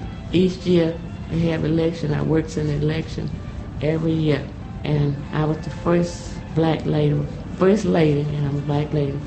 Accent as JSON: {"language": "English", "region": "Alabama", "country": "United States", "tie": "born or raised there", "said": "I was born in Perry County. I've been there all of my life."}